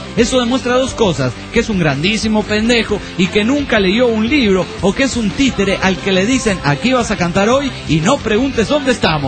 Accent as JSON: {"language": "Spanish", "town": "Guadalajara", "region": "Jalisco", "country": "Mexico", "said": "de Guadalajara."}